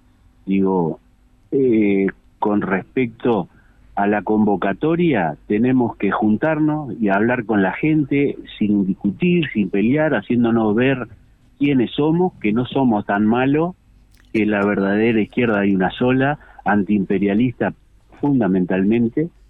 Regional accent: Progreso, Canelones, Uruguay; Yo soy de Progreso.

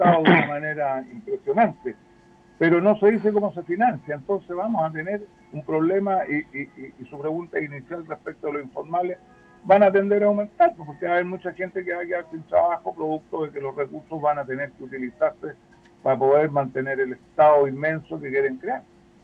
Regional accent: Chile; la inmensa mayoría, todos somos chilenos

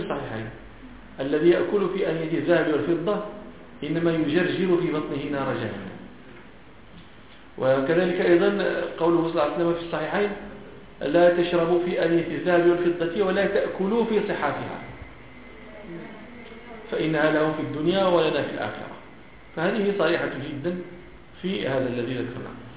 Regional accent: Morocco; وهذه ما كان يسمى عندنا في المغرب هذا البابور

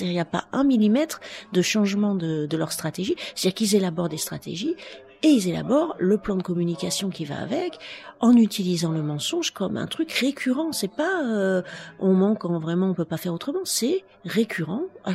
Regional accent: Saint-Denis, Île-de-France, France; Et moi, je suis de Saint-Denis, et à Saint-Denis, en gros, c'est une génération de banlieusards contre une autre.

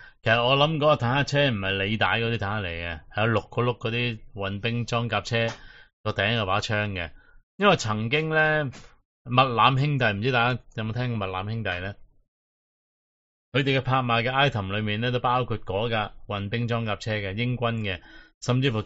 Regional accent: Hong Kong; 今日我哋香港人其中要受嘅一样嘢呢

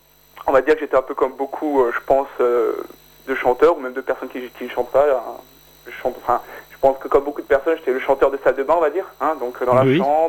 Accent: Grand Est, France; Oui, c'est ça, Bas-Rhin, pour être...

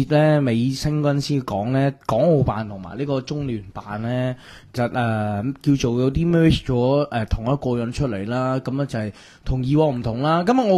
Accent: China; 但系啲网友唔知喺我哋中国人嘅文化啦

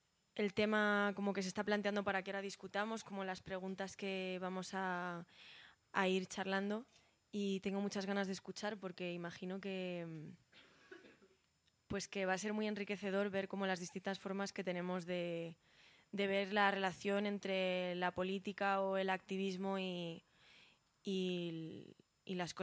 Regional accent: Madrid, Community of Madrid, Spain; soy cantautora … vengo desde Madrid. Esta es mi primera vez en Colombia, estoy por aquí un mes girando por distintas ciudades

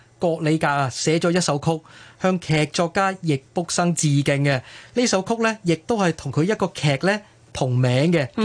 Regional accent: Hong Kong; 我哋香港人咧惯咗喺好狭窄嘅环境生活，由细到大啊，都会练出一副好武功啊。

